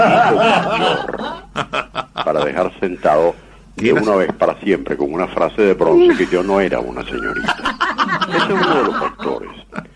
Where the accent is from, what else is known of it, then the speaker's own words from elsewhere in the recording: Caracas, Capital District, Venezuela; born there; En Caracas.